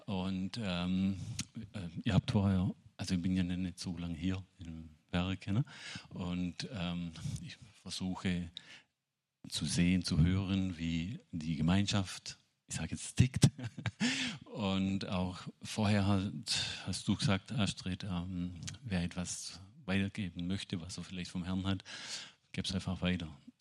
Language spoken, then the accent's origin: German; Baden-Württemberg, Germany; Ich bin auch Schwabe.